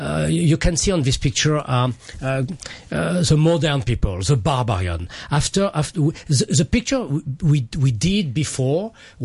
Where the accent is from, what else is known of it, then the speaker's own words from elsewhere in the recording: France; I come from France, and the culture every day in school and after.